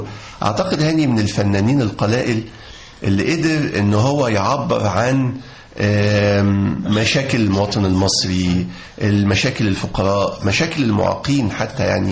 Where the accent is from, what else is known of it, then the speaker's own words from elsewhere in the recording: Upper Egypt, Egypt; كلنا تربينا في الصعيد، فإحنا طالعين صعيدة أبا عن جد. جدي كان نقيب محامين المنيا، اللي هو جدي والد أبويا، ووالد والدتي كان من أعيان المنيا.